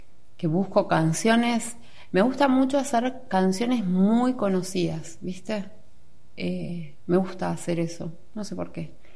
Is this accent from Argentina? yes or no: yes; Sipo, Argentina; born there; Sí, allá, que es donde yo nací. Yo nací ahí. Hacía un montón de años que no tocaba en Sipo.